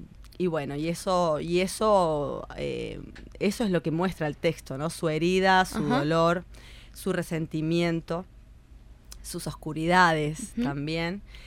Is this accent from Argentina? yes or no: yes; Mendoza, Argentina; moved away; Soy de Mendoza, Argentina, pero bueno, vivo acá hace 18 años.